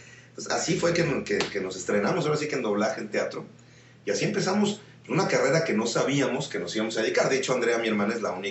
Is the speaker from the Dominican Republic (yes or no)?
no; Mexico City, Mexico; soy de aquí, de México, DF. Mi cumpleaños, bueno, nací un 7 de agosto de 1900.